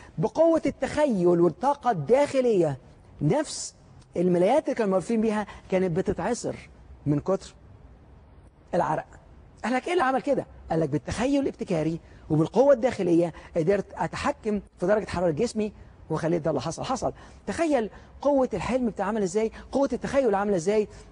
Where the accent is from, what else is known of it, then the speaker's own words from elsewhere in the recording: Alexandria, Alexandria Governorate, Egypt; عندنا في منطقه في اسكندريه اللي انا كنت عايش فيها، اتولدت فيها في اسكندريه،